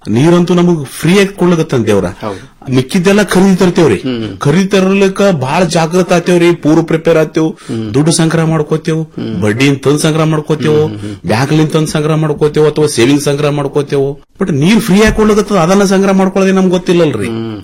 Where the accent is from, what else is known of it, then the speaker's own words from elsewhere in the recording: Mashala, Karnataka, India; ನಾನು ಹುಟ್ಟೂರು ಮಾಶಾಳ, ತಾಲೂಕ ಅಫಜಲ್ಪುರ, ಇದೇ ಕಲಬುರಗಿ ಜಿಲ್ಲೆ.